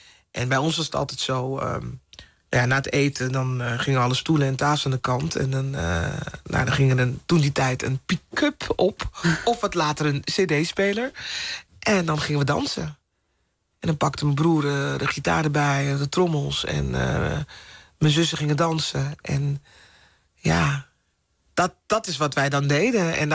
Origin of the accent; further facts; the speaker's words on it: Amsterdam, North Holland, Netherlands; In Amsterdam. Ik ben opgegroeid in Amsterdam-Zuid.